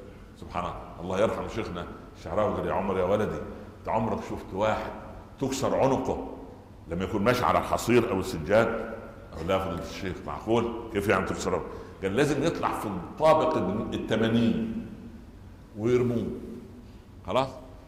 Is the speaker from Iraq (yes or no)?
no; Egypt; لا يعني كان يقولوا مثلا عندنا في مصر